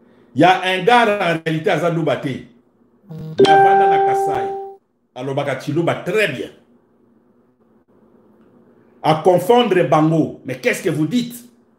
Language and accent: French; DR Congo; Je suis congolais.